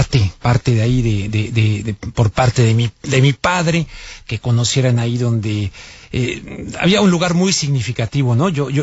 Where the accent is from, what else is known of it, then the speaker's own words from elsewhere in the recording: Mexico; No soy español, soy mexicano